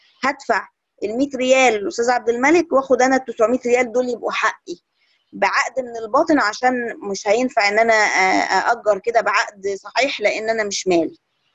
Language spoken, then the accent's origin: Arabic; Egypt; هنلاقي إنها انتشرت جدا عندنا في مصر